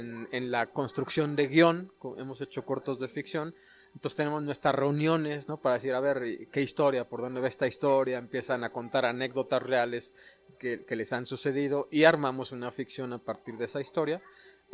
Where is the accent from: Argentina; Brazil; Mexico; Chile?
Mexico; Querétaro; vengo de Querétaro, trabajo en la región Ñañú